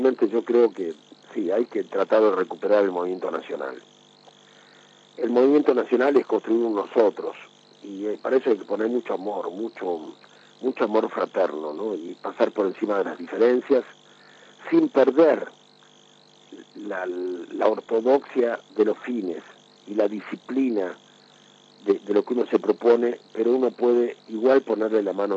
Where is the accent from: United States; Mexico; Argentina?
Argentina; Como argentinos tendríamos que reflexionar en las opciones por las que hemos atravesado, ¿no?